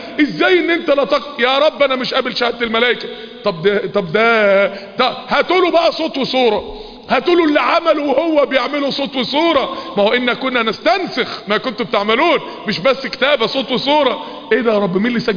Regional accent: Mansoura, Dakahlia, Egypt; افتكر يا اخواني وانا طفل صغير زمان، معرفش بقى من سنين طويلة قد ايه، وانا طفل صغير كان في المنصورة في اتوبيسات كده

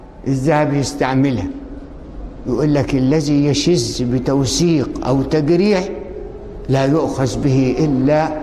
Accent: Egypt; لقينا كله تصويره ضعيف، واحنا مصريين

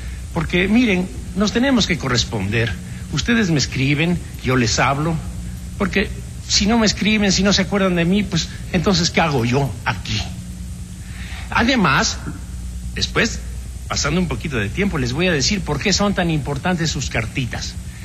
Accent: Veracruz, Mexico; es mi patria chica, porque nací en Veracruz, y desde que uno está allí, así más chiquito que este violín

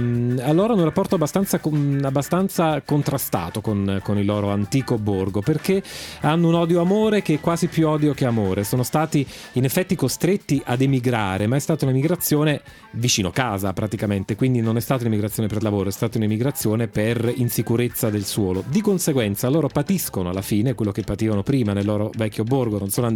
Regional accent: Basilicata, Italy; è un paese lucano, e sono lucano di origine, quindi lo amo particolarmente.

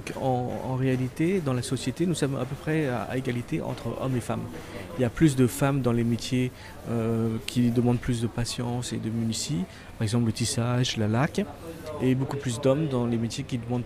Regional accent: Phnom Penh, Cambodia; now in Siem Reap, Cambodia; Non, je suis venu travailler à Siem Reap fin 99, mais je suis originaire de Phnom Penh.

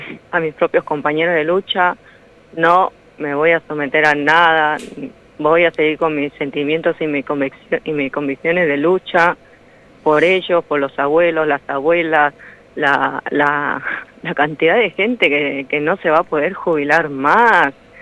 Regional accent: Peru; now in Argentina; Yo soy peruana, me vine acá muy joven y bueno, como extranjera, como compatriota, es más, a veces me siento más argentina que el presidente. Y como dije, yo tengo mis hijos acá

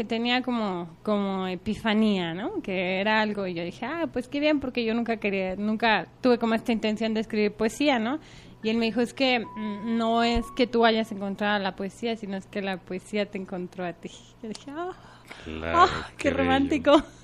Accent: Ixtlahuaca, State of Mexico, Mexico; Bueno, pues yo soy del Estado de México, nací en un pueblo que se llama Ixtlahuaca, que por cierto es muy bonito.

